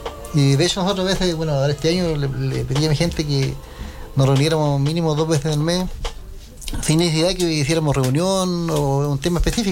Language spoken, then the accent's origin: Spanish; Lautaro, Araucanía, Chile; en mi comunidad yo soy de Lautaro. Allá no se hacía nada.